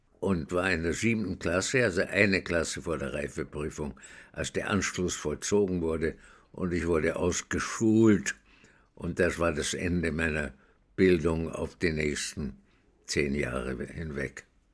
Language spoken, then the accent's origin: German; Vienna, Austria; Ich bin in Wien geboren, 1921, und bin dort aufgewachsen in einer jüdischen Gemeinde, die nicht sehr orthodox war, aber fromm genug